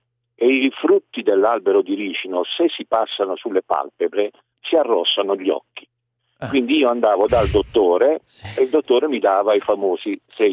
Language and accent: Italian; Taranto, Apulia, Italy; io sono Tarantino delle Cozze